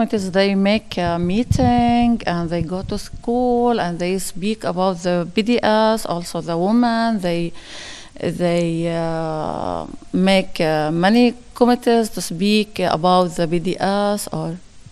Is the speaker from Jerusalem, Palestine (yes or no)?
no; Beit Sahur, Bethlehem Governorate, Palestine; English is a second language; I am from Beit Sahur, from Palestine. I am a member of a Union Women's Committees, and also I am a council member in Beit Sahur